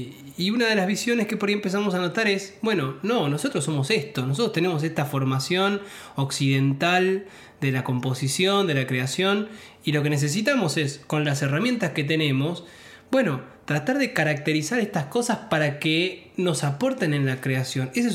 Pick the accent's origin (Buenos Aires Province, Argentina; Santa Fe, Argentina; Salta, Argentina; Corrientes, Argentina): Salta, Argentina; Tartagal; now in Salta, Argentina; Yo soy oriundo de Tartagal y vivo en Salta, bueno, ya hace muchos años